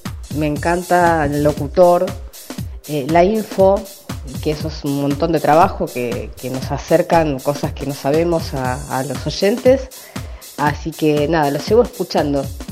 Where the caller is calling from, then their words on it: Quilmes Oeste, Buenos Aires, Argentina; soy de Quilmes Oeste.